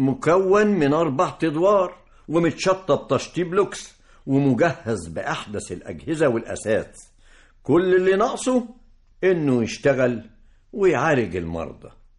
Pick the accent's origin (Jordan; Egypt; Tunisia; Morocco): Egypt; Kafr El Hatba, Dakahlia; المستشفيات في المناطق القريبة من قريتنا كفر الحطبة فيها زحام شديد